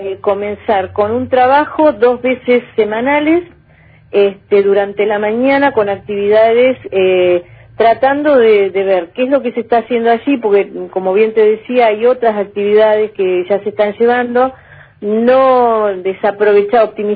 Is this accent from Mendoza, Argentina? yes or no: no; Río Negro, Argentina; si bien no soy de Viedma, soy del Valle